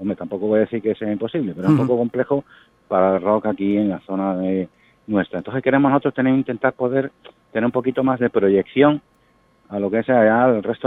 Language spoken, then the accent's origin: Spanish; Chiclana, Andalusia, Spain; nosotros somos de Chiclana